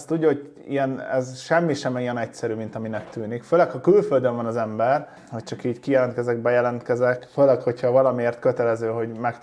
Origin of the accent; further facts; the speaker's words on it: Hungary; hanem én ide megszülettem, és magyarnak születtem